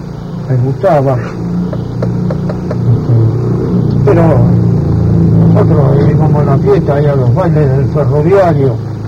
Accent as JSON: {"language": "Spanish", "country": "Italy", "second_language": "Spanish", "said": "Y yo soy italiano, no voté una sola vez."}